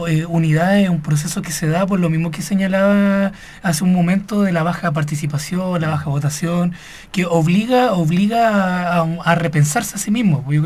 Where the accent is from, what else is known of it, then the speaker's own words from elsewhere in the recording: Tomé, Biobío, Chile; Tomecino. Revito eso, Tomecino. Los tomecinos tenemos esa particularidad. Primero somos tomecinos, después somos chilenos.